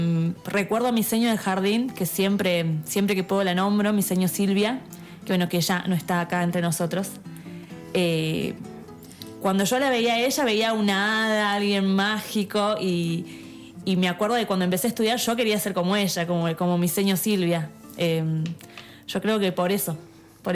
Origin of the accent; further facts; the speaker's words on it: Merlo, Buenos Aires Province, Argentina; soy de acá de Merlo, oriunda. Mi familia fue de toda la vida acá.